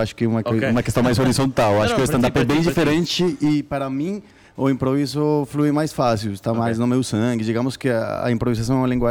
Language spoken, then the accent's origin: Portuguese; Colombia; Portuguese is a second language; now in Brazil; Eu falo, sou colombiano e faço improviso